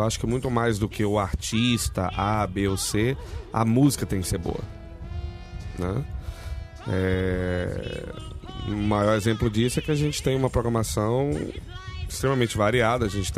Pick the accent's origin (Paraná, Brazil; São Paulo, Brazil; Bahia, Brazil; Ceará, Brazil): Bahia, Brazil; @, sou baiano de origem russa.